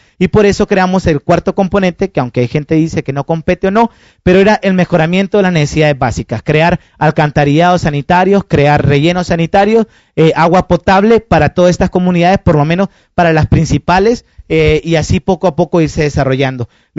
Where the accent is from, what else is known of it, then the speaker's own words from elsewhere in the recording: Honduras; Como diríamos en mi país, son otros 20 lempiras.